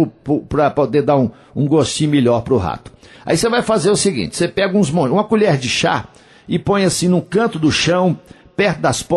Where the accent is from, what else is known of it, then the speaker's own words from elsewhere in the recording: Coromandel, Minas Gerais, Brazil; A minha cidade, meu município de Coromandel, é um dos maiores produtores de leite do estado de Minas Gerais